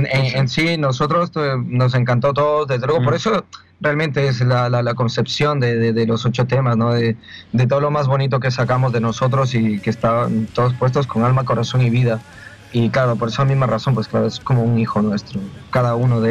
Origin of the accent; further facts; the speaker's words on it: Quito, Pichincha, Ecuador; now in Almería, Spain; Yo soy de Ecuador y soy de Quito. Llevo aquí ya 18 años.